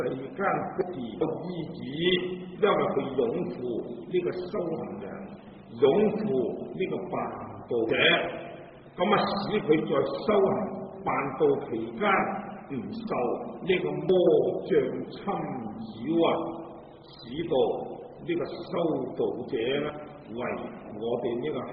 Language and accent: Cantonese; China; 咁啊，我哋中國人冇研究過印度文嘅人咧，就冇法子咧係明白。